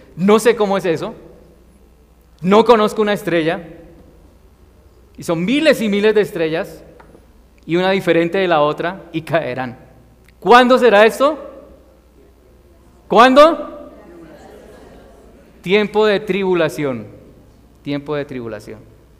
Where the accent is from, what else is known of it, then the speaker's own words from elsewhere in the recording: Colombia; nosotros también como ciudadanos colombianos queremos que haya paz en nuestro país